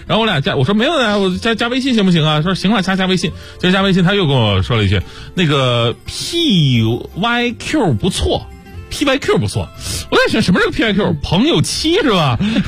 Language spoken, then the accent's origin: Chinese; Changchun, Jilin, China; also born or lived in Zhejiang; now in Beijing, China; 我的父亲是黑龙江，然后他当兵的时候到了吉林长春，我是在长春出生长大，但是我呢后来就是工作的时候，是在浙江工作，后来然后又到北京工作，